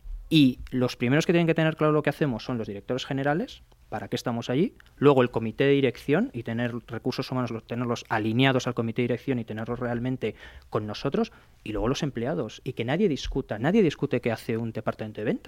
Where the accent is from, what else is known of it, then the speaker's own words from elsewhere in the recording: Spain; como los españoles, quizá porque somos más apasionados, somos más entregados